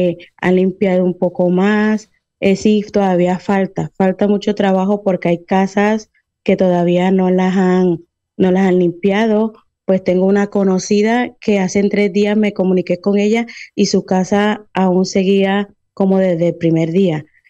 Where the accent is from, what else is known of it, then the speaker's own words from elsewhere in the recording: Colombia; also born or lived in Venezuela; Yo soy de Colombia, bueno, colombo-venezolana. Sí. Soy nacida en Venezuela y nacionalizada en Colombia, pues bueno, pertenezco a las dos nacionalidades.